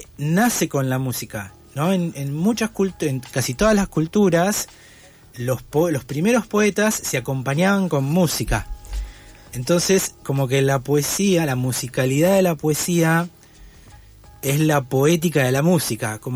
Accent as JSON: {"language": "Spanish", "town": "Parque Chacabuco", "region": "Buenos Aires", "country": "Argentina", "tie": "born or raised there", "also_born_or_lived": "Bahía Blanca / France / Caballito", "said": "Yo cuando era chiquito, yo crecí en Parque Chacabuco, uh-huh. Donde vivo ahora. Viví 3 años de bebé en Bahía Blanca, después 1 año en la dictadura en Francia."}